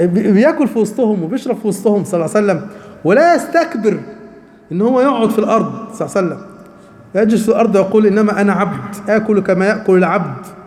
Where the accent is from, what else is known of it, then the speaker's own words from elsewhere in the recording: Egypt; واحنا كمصريين احنا مستجيبين جدا للموضوع ده